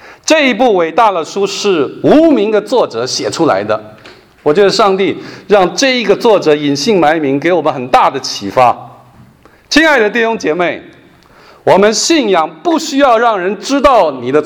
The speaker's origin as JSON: {"language": "Chinese", "country": "Taiwan", "tie": "born there", "said": "像我就是山东第2代台湾生的山东人，冒牌的啊。我说我是山东人，但我从来没有去过山东啊。"}